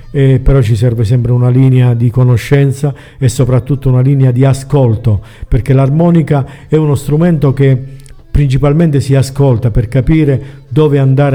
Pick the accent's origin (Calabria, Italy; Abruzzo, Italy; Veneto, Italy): Abruzzo, Italy; Atri; quando mi chiese: ma tu di dove sei? Io dissi: io di Atri.